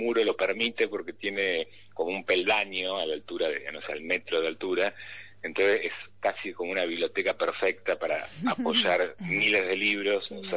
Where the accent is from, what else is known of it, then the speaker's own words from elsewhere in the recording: San Cristóbal, Buenos Aires, Argentina; yo hace 12 años que vivo en Devoto. Uh-huh. No nací en Devoto, soy de San Cristóbal